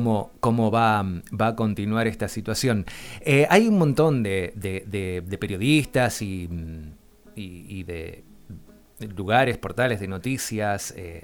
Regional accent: Argentina; nos compromete a todos, a todas, como argentinos, como argentinas

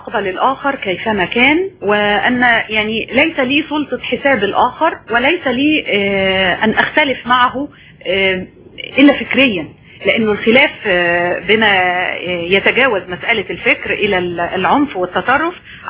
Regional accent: Egypt; وأنا مواطنة مصرية

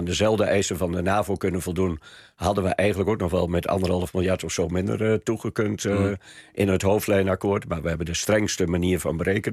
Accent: Harderwijk, Gelderland, Netherlands; Ook de grootste partij in Harderwijk, waar ik vandaan kom.

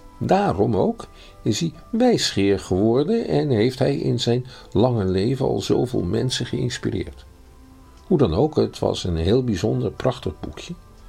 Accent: Schiedam, South Holland, Netherlands; Maar ik ben een geboren en getogen Schiedammer.

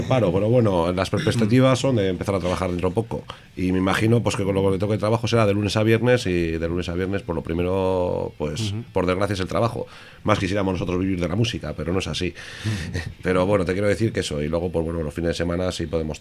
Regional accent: Ortuella, Basque Country, Spain; los de Ortuella pues tenemos una característica, que estemos donde estemos siempre seremos del mismo pueblo, ¿no? Y sí, somos de Ortuella los dos, nos conocemos de chavalería

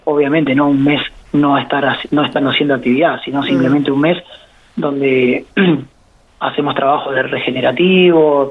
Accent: Buenos Aires Province, Argentina; now in Rosario, Argentina; yo no soy de Rosario, hace 16 años que vivo acá, pero soy de Bedia, provincia de Buenos Aires, un bonito cerca de Junín

